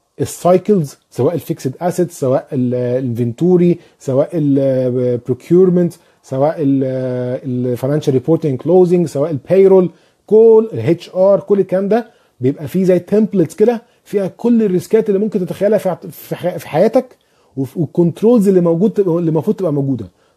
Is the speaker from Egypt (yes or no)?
yes; Egypt; moved away; طيب في حسن الموسوي او الموسوي بيسألني انت منين؟ انا من مصر.